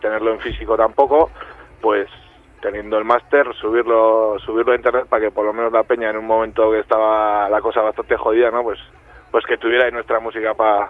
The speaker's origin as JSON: {"language": "Spanish", "town": "Pamplona", "region": "Navarre", "country": "Spain", "said": "somos de Pamplona, de la capital, y de algún pueblillo de Alao alguno también"}